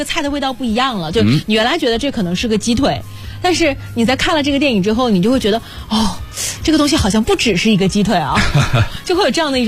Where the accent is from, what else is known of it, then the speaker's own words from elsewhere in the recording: Guangdong, China; 因为我在广东长大嘛，就用广东的烹饪手法又烹饪了一遍这些食材